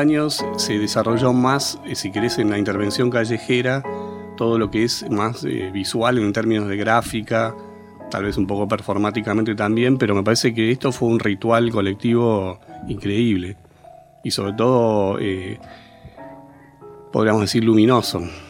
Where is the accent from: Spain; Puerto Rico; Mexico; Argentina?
Argentina; Buenos Aires; lo que más me angustia es somos los porteños, los pobladores